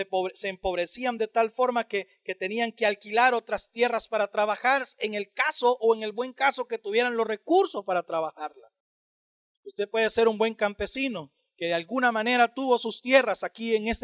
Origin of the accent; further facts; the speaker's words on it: El Salvador; Que si yo puedo ser gringo y alemán y ruso al mismo tiempo siendo salvadoreño, eso me permite incurrir en la predicación del evangelio en ese tipo de naciones.